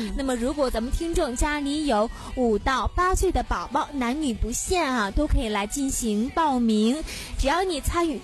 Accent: Beijing, China; 加卤？对，我们北京人不是加卤吗？

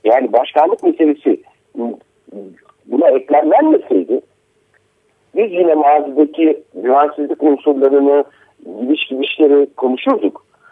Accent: Akşehir, Konya, Turkey; Ben Akşehirliyim.

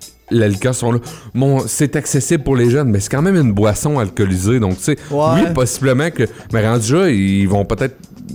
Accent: Sorel, Quebec, Canada; Moi, je viens de Sorel puis ça a pas été banni, ces deux choses-là.

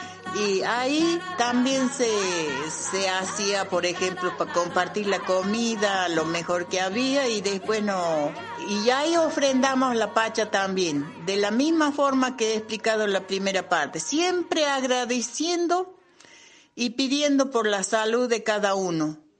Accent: Cerro Negro de Tejadas, Salta, Argentina; also born or lived in Cachi; soy de Salta la Linda, así que nací en el pueblo de Cachi y después de ahí me crié en un lugar llamado Cerro Negro de Tejadas. Vengo de parte de mi padre Coya, mi madre Calchaquí.

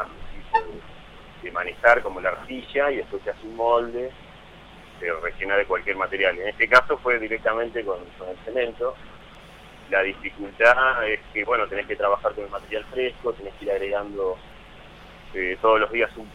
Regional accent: Roque Pérez, Buenos Aires Province, Argentina; now in Saladillo, Argentina; Yo en realidad soy de Roque Pérez, viví toda mi vida ahí, pero estoy viviendo hace 5 años prácticamente en Saladillo, que es una ciudad vecina de Roque Pérez.

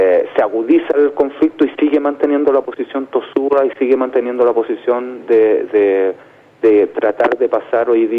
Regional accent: Chile; primero somos todos los chilenos

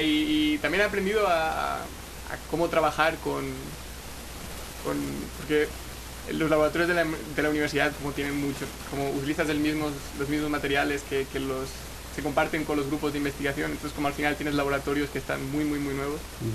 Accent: Altea, Valencian Community, Spain; also born or lived in Granada; Pues vengo originalmente soy de un pueblo pequeñillo, Altea, que está cerca de una ciudad más grande, que es Alicante

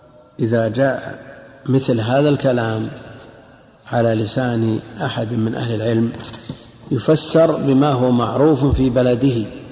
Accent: Najd, Saudi Arabia; عندنا في نجد سمى شبع أيضا.

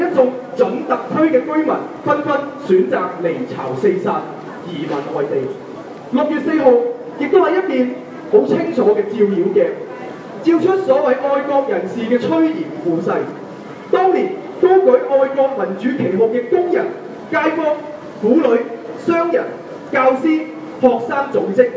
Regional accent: Macau; 此時此刻我嚟呢度唔係因為我係澳門人，唔係因為我係中國人，而係因為我係一個人。

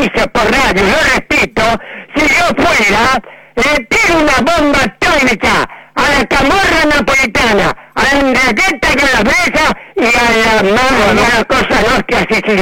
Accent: San Martín, Buenos Aires Province, Argentina; yo soy de San Martín

